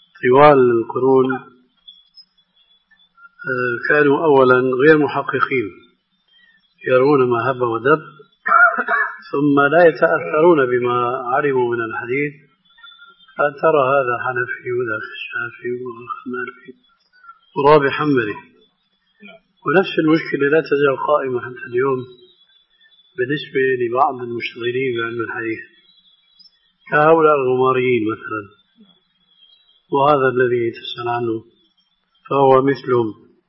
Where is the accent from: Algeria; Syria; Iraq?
Syria; كما يقولون عندنا في الشام